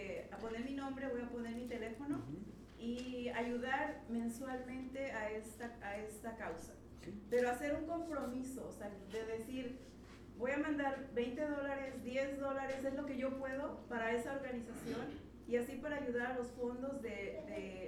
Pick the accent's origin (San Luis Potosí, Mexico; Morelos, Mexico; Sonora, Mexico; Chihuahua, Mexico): Morelos, Mexico; Cuernavaca; Yo también soy de Cuernavaca, Morelos.